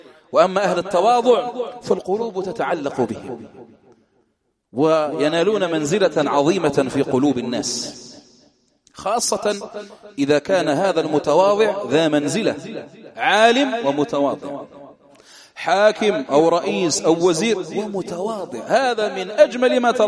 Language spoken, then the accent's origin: Arabic; Algeria; فتح الله، هذا من أهل بلدنا الجزائر